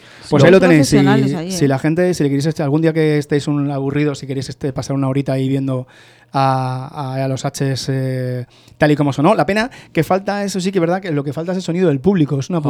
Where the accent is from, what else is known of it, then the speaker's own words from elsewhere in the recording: Madrid, Community of Madrid, Spain; todo el grupo somos de Hortaleza